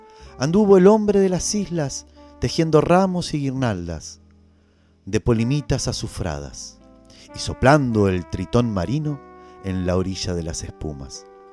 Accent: Argentina; nosotros, como argentinos, a veces le hemos dado la espalda y nos hemos identificado más con otras regiones del mundo

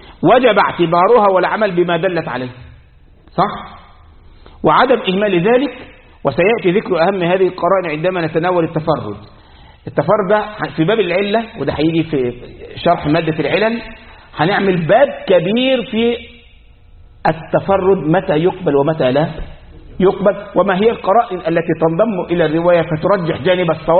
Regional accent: Egypt; احنا عندنا في مصر

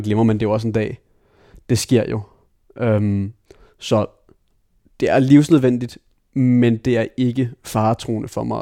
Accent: Taarbæk, Capital Region of Denmark, Denmark; Jo, jeg voksede op i Torbæk. Mine forældre blev skilt, da jeg var 2.

